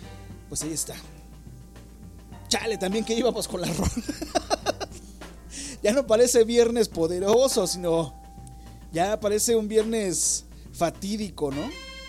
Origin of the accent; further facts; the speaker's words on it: Mexico; a ver si como buenos mexicanos, aguantar, carnal.